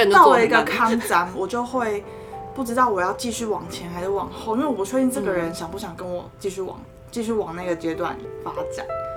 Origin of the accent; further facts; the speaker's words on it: Tainan, Taiwan; moved away as an adult; now in Taipei, Taiwan; 因为我是台南人。然后上来台北念书之后，就还是会有一点就是寂寞的感觉。